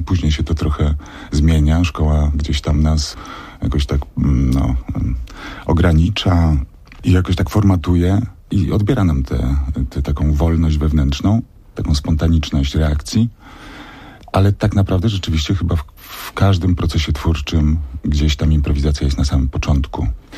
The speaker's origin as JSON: {"language": "Polish", "town": "Świdnica", "region": "Lower Silesian Voivodeship", "country": "Poland", "said": "bo ja jestem z Dolnego Śląska, ze Świdnicy"}